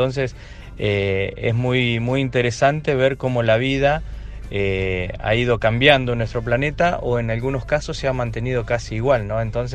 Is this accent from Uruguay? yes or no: no; La Pampa, Argentina; Yo soy de La Pampa, una provincia casi pegada a Neuquén.